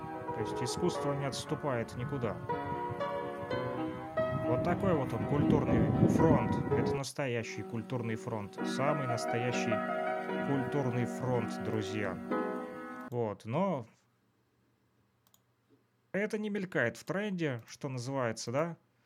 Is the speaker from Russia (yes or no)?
no; Luhansk, Luhansk Oblast, Ukraine; now in Kirovsk, Ukraine; я тоже уроженец города Луганска, да, вот, несмотря на то, что проживаю в Кировске. Вот, сам я родом из Луганска.